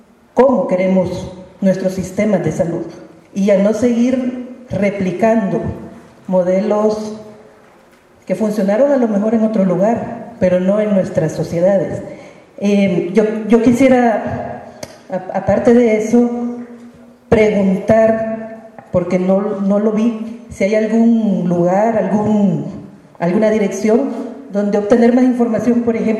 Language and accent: Spanish; El Salvador; de El Salvador